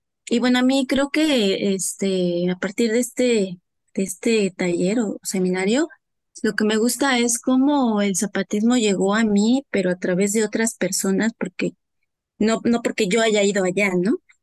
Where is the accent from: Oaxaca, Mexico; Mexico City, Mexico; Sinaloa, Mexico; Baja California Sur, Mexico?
Oaxaca, Mexico; Huautla de Jiménez; now in Valle de Chalco, Mexico; yo vivo en Valle de Chalco, No soy originaria de aquí, soy originaria de Oaxaca, de Huautla de Jiménez, de la Sierra Mazateca, somos migrantes.